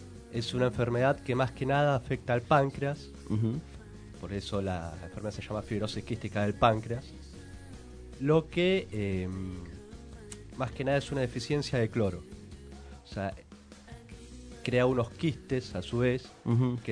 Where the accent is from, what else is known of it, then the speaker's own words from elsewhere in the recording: Paso del Rey, Buenos Aires Province, Argentina; Recorrer el barrio, otra vez yo soy de Paso del Rey, para quienes no saben.